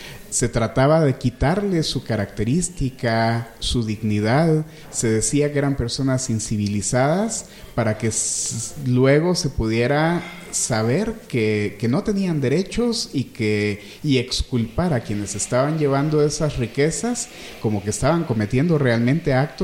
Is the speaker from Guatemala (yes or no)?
yes; Quetzaltenango, Guatemala; así como Quetzaltenango, que es el lugar de donde yo vengo, son lugares de extrema exclusión social